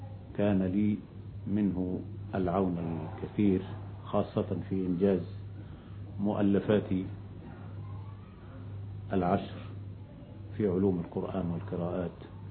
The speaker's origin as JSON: {"language": "Arabic", "town": "Shubra al-Namla", "region": "Gharbia", "country": "Egypt", "tie": "born or raised there", "said": "ولدت في قرية بمحافظة الغربية تسمى شبرا النملة، مركز طنطا محافظة الغربية، ونشأت بهذه القرية"}